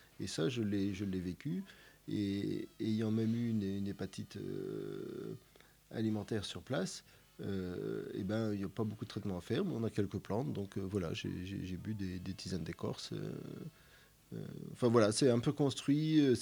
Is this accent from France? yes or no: yes; Metz, Grand Est, France; Moi, j'ai grandi à Metz, mais originaire un peu du nord-est, quoi. Des origines agricoles installées en Marne, dans la Marne.